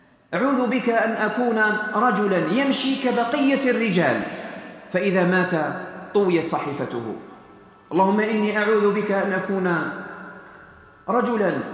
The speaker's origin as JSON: {"language": "Arabic", "country": "Algeria", "said": "كم من قناة فضائية اليوم هنا عندنا في الجزائر"}